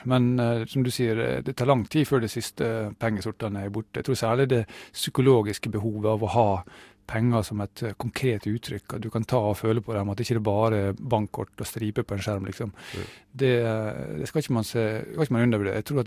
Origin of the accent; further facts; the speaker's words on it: Møre og Romsdal, Norway; Jeg er sunnmøring, vet du, og glad i penger